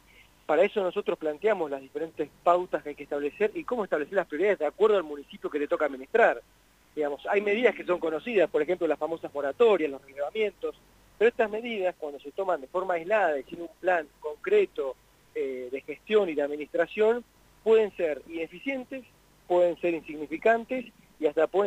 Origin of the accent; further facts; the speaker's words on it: Huatraché, La Pampa, Argentina; yo soy pampeano, nací en Huatraché, viví acá y fui a Buenos Aires a estudiar. Después tuve alguna experiencia laboral en Buenos Aires, en la provincia de Buenos Aires también.